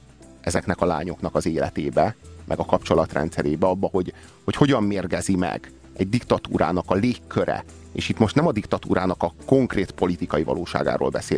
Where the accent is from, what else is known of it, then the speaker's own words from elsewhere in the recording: Romania; én ott nőttem fel, mármint Romániában, a Ceausescu érában.